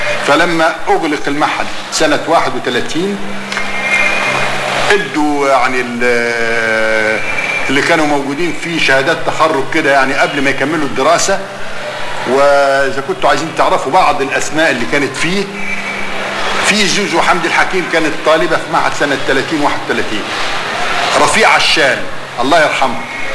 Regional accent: Cairo, Cairo Governorate, Egypt; لان هيئة التدريس حتى عندنا في القاهرة كلهم مخرجين

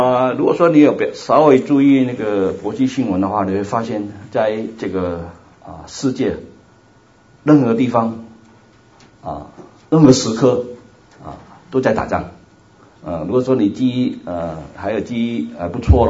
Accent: Hong Kong; first language Cantonese; Chinese is a second language; also born or lived in Taiwan; 我是来自香港，所以你要听我讲道的话需要点那个耐性啊，因为广东人讲国语的话是有点吃力的啊

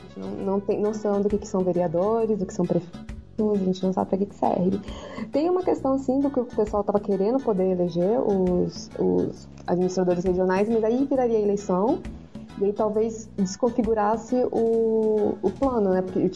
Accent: Brasília, Federal District, Brazil; born there; Eu primeiro que nasci em Brasília.

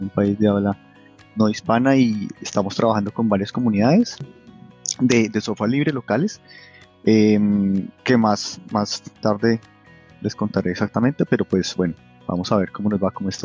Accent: Colombia; now in Munich, Germany; yo soy colombiano y nunca he podido asistir a un Flisol en Colombia, pues decidí organizar el festival acá en München.

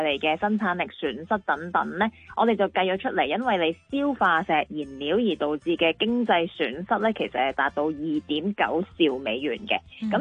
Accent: Hong Kong

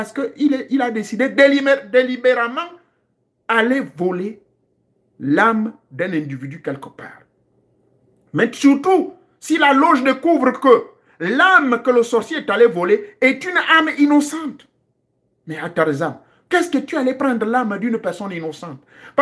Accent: Gabon; ça se passe même chez moi au Gabon

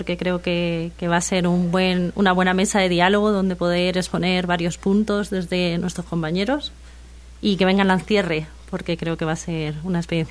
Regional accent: Alicante, Valencian Community, Spain; now in Chile; Soy de Alicante, pero también soy hija adoptiva ahora mismo de Chile. Vengo de allá también.

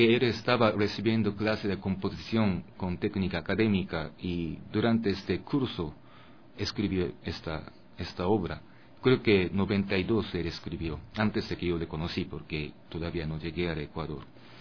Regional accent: Japan; Spanish is a second language; yo vengo de Japón, y cuando yo tengo alguna inspiración de esa cultura ecuatoriana, pero dentro de mí todavía hay algo que escuché cuando yo era bebé en Japón.

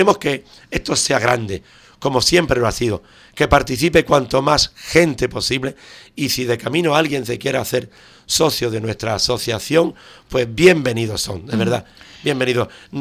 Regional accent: Ubrique, Andalusia, Spain; eso es mi pueblo y mis ubriqueños, que los quiero un montón

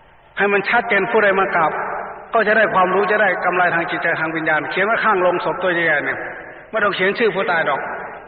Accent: Isan, Thailand; ทีนี้อิทธิพลของทางภาคกลางก็มาแรงก็เลยมาครอบคลุมพวกเราแม้แต่ในงานศพไงแต่ก่อนจะไม่มีคนอีสานใส่ชุดดำๆมางานศพ

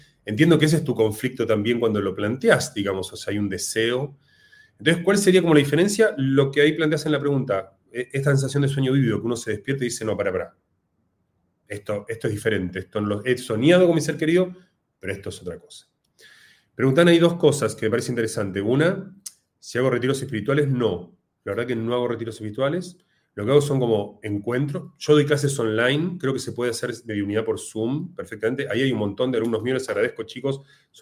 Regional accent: Argentina; argentino.

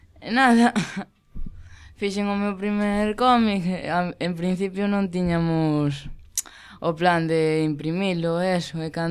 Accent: Ourense, Galicia, Spain; veño de Ourense, teño 13 anos.

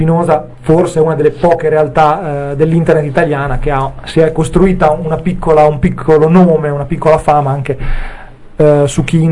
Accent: Emilia-Romagna, Italy; No, Romagna, io sono romagnolo

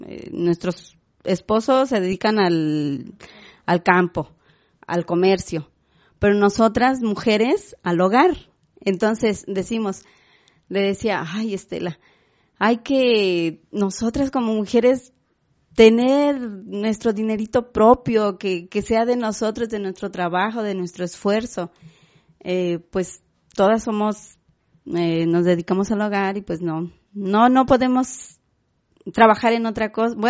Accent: Coatetelco, Morelos, Mexico; porque pues nunca salimos de Coatetelco. Estamos ahí con nuestros hijos, nuestros esposos

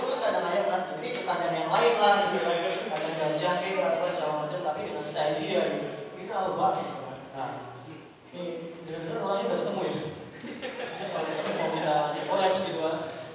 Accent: Aceh, Indonesia; saya orang Aceh, mie Aceh tetap enak

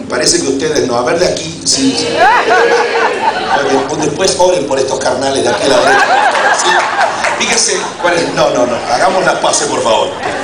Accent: Argentina; La diferencia entre ustedes, puertorriqueños, y yo, que soy argentino

